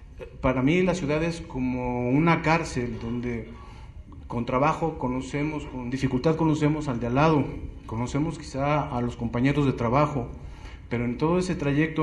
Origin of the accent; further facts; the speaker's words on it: Iztapalapa, Mexico City, Mexico; vengo de Iztapalapa.